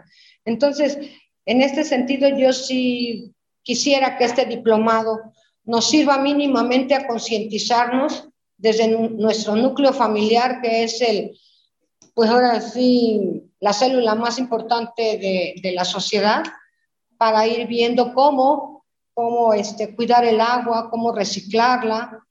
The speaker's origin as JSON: {"language": "Spanish", "region": "Veracruz", "country": "Mexico", "tie": "born or raised there", "lives_now": "Mexico City, Mexico", "said": "Aquí había unos compañeros de mi pueblo, de Veracruz, que decían, tú qué hablas si tú estás en la ciudad más grande del mundo"}